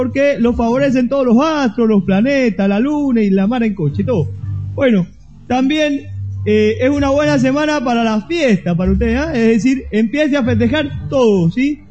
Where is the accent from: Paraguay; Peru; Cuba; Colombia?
Cuba; moved away; Bueno, yo soy de Cuba